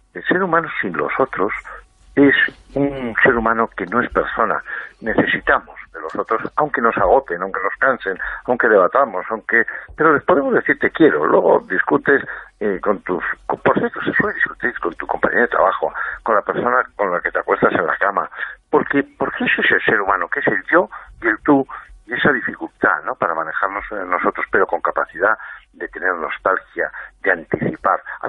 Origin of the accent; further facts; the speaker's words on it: Spain; tienen intereses a veces que a nosotros, como españoles, se nos confunde